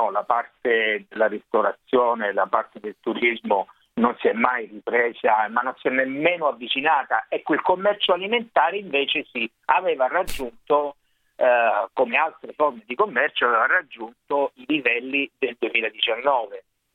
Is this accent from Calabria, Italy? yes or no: yes; Calabria, Italy; Sono calabrese, sono diretto calabrese.